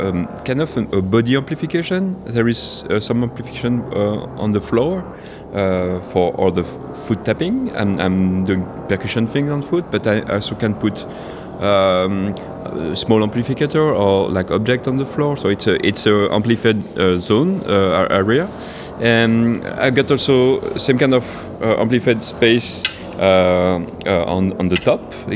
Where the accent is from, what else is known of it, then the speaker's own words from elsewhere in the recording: France; now in Spain; I'm from France too, but I'm living in Spain.